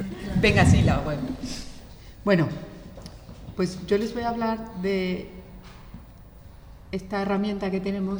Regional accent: Mexico; soy de origen mexicano, de México ya hacía bastante radio

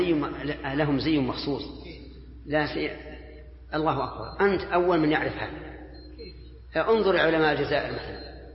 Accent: Saudi Arabia; حتى عندنا في السعودية

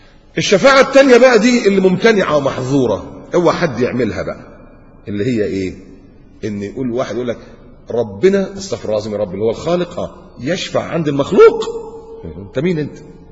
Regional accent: Upper Egypt, Egypt; عندنا في الصعيد، معلش حدش يزعل على صعيدي، عندنا في الصعيد الحاجات دي يعني بلاوي زرقاء

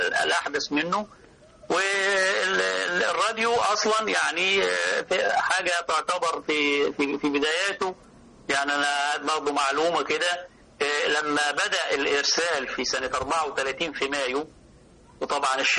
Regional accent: Upper Egypt, Egypt; عندنا في الصعيد لما بيحصل خسوف للقمر بسميه القمر مخنوق

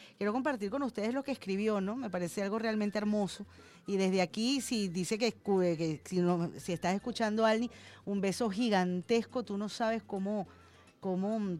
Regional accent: Colombia; now in Venezuela; Nosotros como colombianos sabemos bien de las atrocidades que cometen los paracos en mi país

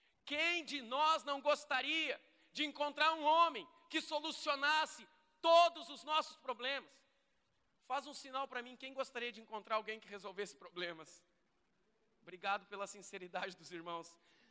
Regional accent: Canoas, Rio Grande do Sul, Brazil; Eu fui criado aqui em Canoas

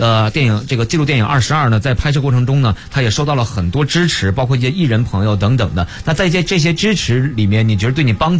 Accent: Harbin, Heilongjiang, China; 您知道我老家是哈尔滨

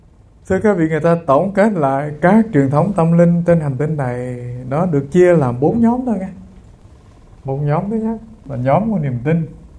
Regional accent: An Giang, Vietnam; Quê hương tôi hồi xưa, thưa các vị, có cái nơi gọi là Cù Lao Giang. Tức là từ bên này sông Tiền đi ngang qua bên kia thì có một cái nơi

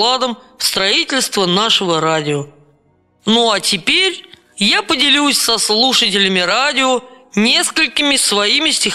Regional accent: Moscow Oblast, Russia; born there; Родился я в Подмосковье, а живу на маленьком хуторе во Владимирской губернии.

